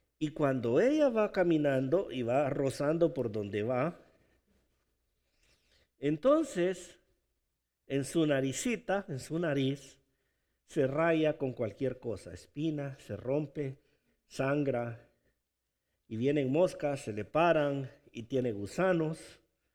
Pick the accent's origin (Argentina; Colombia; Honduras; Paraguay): Honduras; muchos nos dicen, tú eres mexicano, no somos hondureños, pero comes comida mexicana, ¿verdad?